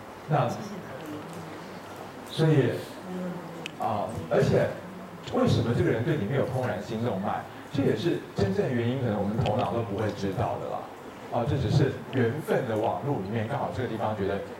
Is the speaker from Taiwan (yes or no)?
yes; Taiwan; 那因为我是台湾人，对不对？